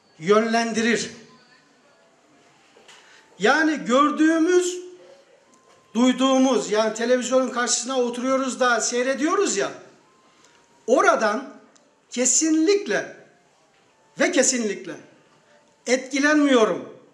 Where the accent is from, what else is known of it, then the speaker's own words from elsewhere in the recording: Yozgat, Turkey; Şayet sıkılmazsanız, biraz Yozgatlıyım, böyle sakin durduğuma bakmayın.